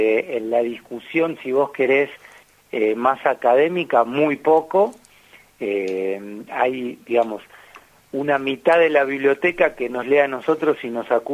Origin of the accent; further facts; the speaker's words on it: Argentina; como actores políticos y como argentinos